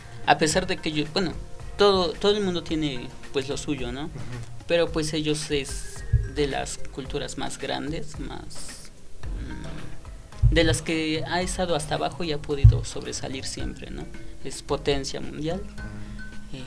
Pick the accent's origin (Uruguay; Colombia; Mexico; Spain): Mexico; Puebla; somos poblanos, ¿no? nuestro acento también es de los más neutros, porque no es el mismo acento de aquí que el de México, que se supone que es el centro del país